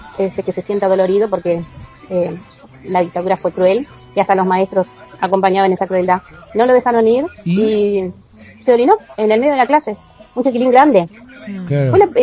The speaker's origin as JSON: {"language": "Spanish", "region": "Montevideo", "country": "Uruguay", "said": "Soy de La Teja, tengo 66 años, fui a la escuela pública en plena dictadura"}